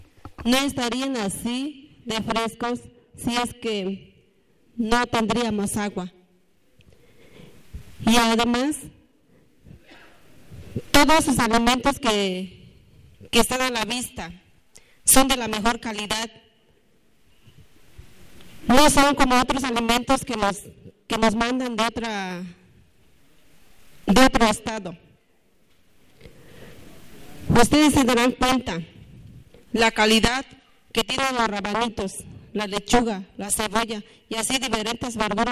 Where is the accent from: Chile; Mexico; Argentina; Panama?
Mexico; San Sebastián; soy de San Sebastián.